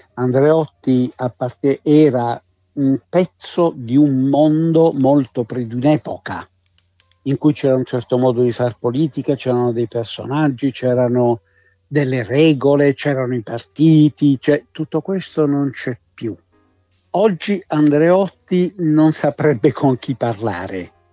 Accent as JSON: {"language": "Italian", "town": "Bari", "region": "Apulia", "country": "Italy", "said": "io sono barese di origine, sì, e quindi ero concittadino di Aldo Moro"}